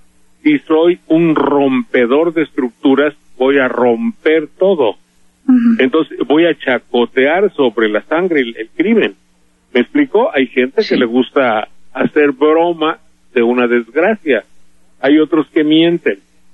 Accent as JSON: {"language": "Spanish", "region": "Veracruz", "country": "Mexico", "said": "somos muchos los veracruzanos que tenemos familia allá."}